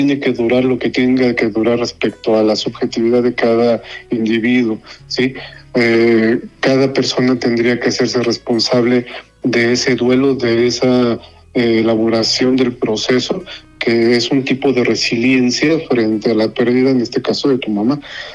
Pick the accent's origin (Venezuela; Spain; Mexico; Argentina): Mexico; lo que nos corresponde como mexicanos en la prehispánica